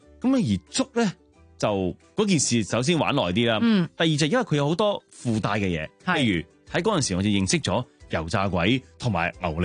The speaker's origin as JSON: {"language": "Cantonese", "country": "Hong Kong", "said": "老实讲啊，而家我哋香港人有几好约一个人食早餐啊？"}